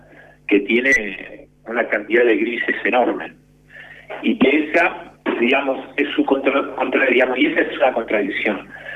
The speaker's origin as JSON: {"language": "Spanish", "country": "Argentina", "said": "no vemos el mar nosotros como argentinos"}